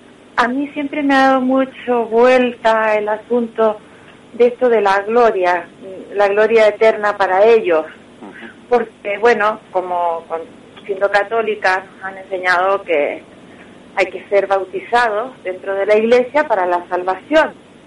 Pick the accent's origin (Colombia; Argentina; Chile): Argentina; soy argentina y me crié desde pequeña en el barrio. La mayor parte de los amigos eran judíos.